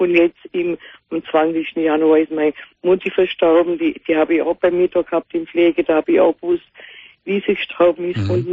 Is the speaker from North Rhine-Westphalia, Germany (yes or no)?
no; Bavaria, Germany; Ja, ich komme aus Bayern.